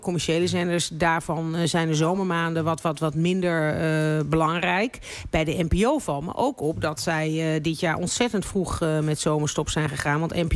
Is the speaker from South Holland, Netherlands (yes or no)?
no; Overijssel, Netherlands; accent: Sallands; first language Sallands dialect; Mijn moedertaal is een dialect, is Sallands dialect. Ik ben zo, ik denk ook nog steeds in het dialect.